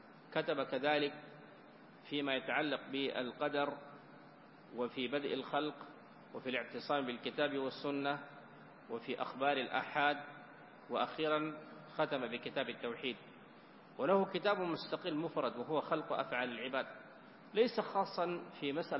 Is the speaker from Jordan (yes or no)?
no; Sudan; وإن كان بلدنا السودان يعني فقيرا من مثل هذه المخطوطات إلى القليل